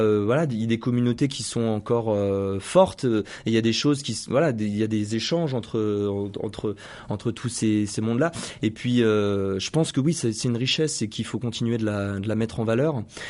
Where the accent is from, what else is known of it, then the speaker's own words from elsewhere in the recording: Bellegarde, France; moi, je suis d'origine de Bellegarde. J'y habite plus aujourd'hui, hein, mais voilà, mes parents habitent la région. J'y ai grandi, j'y connais beaucoup de monde.